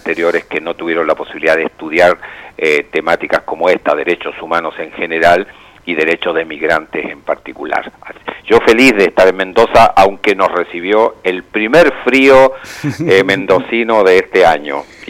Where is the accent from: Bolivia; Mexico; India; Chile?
Chile; moved away as an adult; also born or lived in Buenos Aires; now in Neuquén, Argentina; yo soy chileno, vivo en Neuquén, en Argentina hace 40 años, primero en Porteñolandia, sí. Y hace más de 30 años en Neuquén, donde uno ya va echando raíces